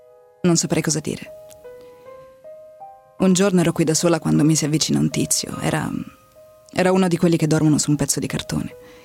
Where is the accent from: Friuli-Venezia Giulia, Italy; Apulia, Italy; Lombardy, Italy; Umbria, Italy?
Lombardy, Italy; Milan; Però mamma romana e io nata e cresciuta a Milano